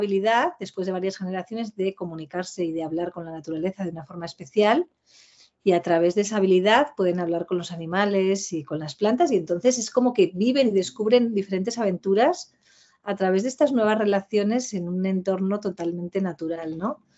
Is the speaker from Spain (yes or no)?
yes; Pamplona, Navarre, Spain; now in Madrid, Spain; yo soy de Pamplona, soy de Navarra, cuando actualmente resido en Madrid.